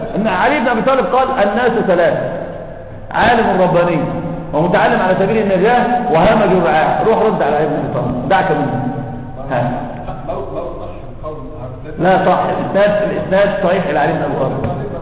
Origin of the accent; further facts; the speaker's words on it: Egypt; احنا عندنا في مصر بيقولوا كلام كفر ما صحش انكار